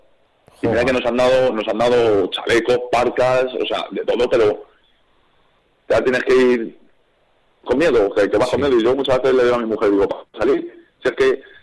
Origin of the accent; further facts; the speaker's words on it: Albacete, Castilla-La Mancha, Spain; moved away; Porque nosotros venimos de Albacete.